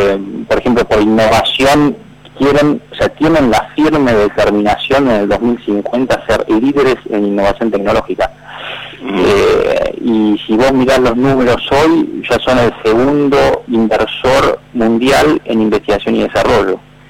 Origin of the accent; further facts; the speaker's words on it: Argentina; no solo a nosotros como argentinos